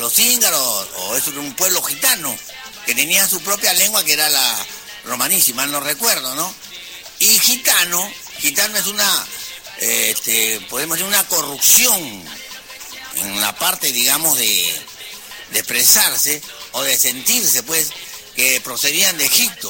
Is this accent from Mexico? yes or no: no; Peru; nosotros somos peruanos, en nuestra música criolla peruana